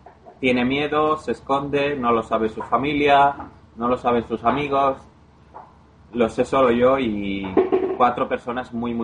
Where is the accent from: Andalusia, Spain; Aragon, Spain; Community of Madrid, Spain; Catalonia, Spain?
Andalusia, Spain; si te vas, por ejemplo, a Andalucía, de donde yo soy, pues la verdad es que puede ser como si estuvieras viviendo en un pueblo de Polonia.